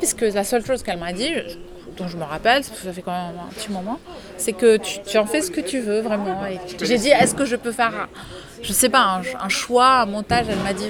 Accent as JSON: {"language": "French", "country": "Lebanon", "said": "Au Liban, j'ai, par exemple, en tant que Libanaise"}